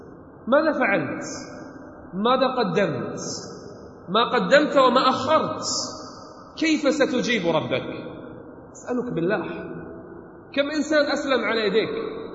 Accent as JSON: {"language": "Arabic", "country": "Kuwait", "said": "بل من يصدق عندنا بالكويت"}